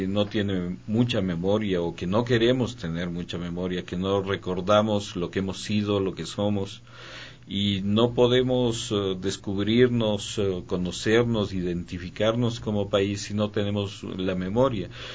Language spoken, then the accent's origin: Spanish; Quito, Pichincha, Ecuador; Sí, soy quiteño. Soy nacido aquí hace 52 años.